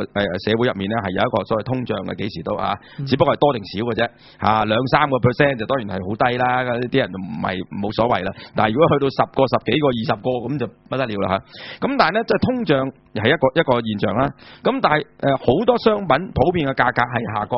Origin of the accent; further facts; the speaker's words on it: Hong Kong; 即是我们香港人很喜欢讲叫什么